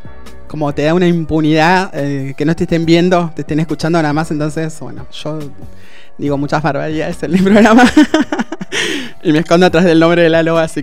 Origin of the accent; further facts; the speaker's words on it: La Plata, Buenos Aires Province, Argentina; also born or lived in Posadas, Argentina; Soy de La Plata, nacido en La Plata. Viví un tiempo en Misiones, en Posadas, y después retorné.